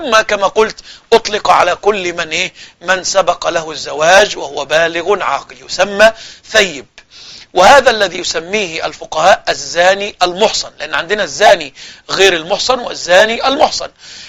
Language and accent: Arabic; Egypt; وهذا كان موجود إلى وقت قريب عندنا في مصر في الصعيد بالذات